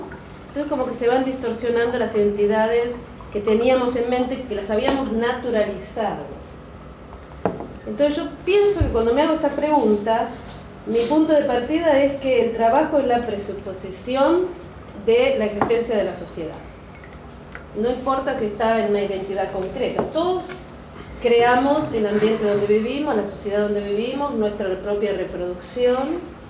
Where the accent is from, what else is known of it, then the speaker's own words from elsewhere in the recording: Buenos Aires, Argentina; now in England, United Kingdom; Como podrán escuchar, yo soy de Buenos Aires, así que para mí es un placer estar acá. Vivo en Inglaterra.